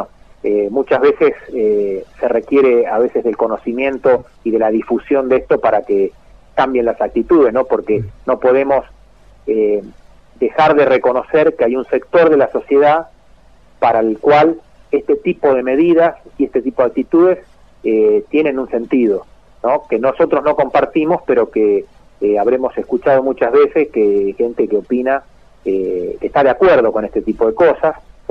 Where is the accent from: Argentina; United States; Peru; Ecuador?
Argentina; Carcarañá, Santa Fe; nos pasan a los carcaranienses, que en este caso también somos santafesinos